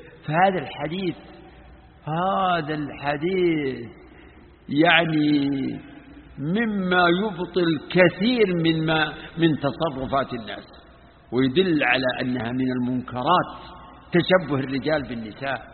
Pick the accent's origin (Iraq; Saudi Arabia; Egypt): Saudi Arabia; Najd; فيه نوع من صيد البر اسمه عندنا في نجد اسمه الوضيحي